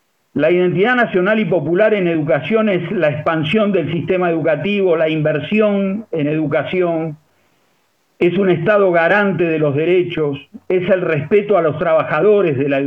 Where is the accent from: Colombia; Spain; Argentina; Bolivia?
Argentina; como argentinos y americanos tenemos una tradición de continuidades